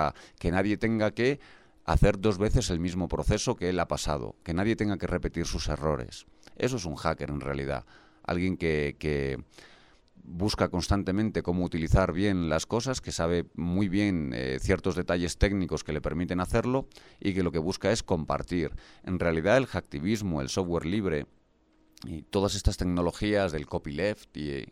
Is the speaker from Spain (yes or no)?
yes; Galicia, Spain; Por ejemplo, en mi tierra, en Galicia, los vecinos se compraban los tractores entre muchos vecinos